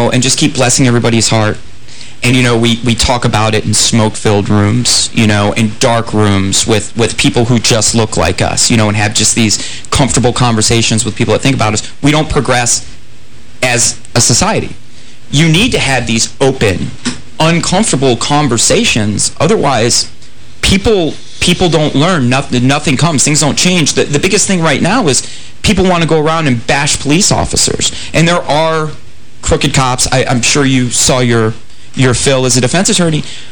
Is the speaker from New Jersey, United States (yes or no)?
no; New York, United States; No, I mean, you see it in growing up in New York, as I did.